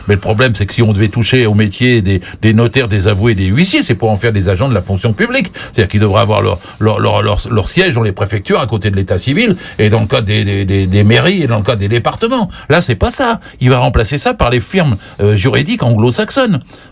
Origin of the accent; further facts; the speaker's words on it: Normandy, France; je suis normand moi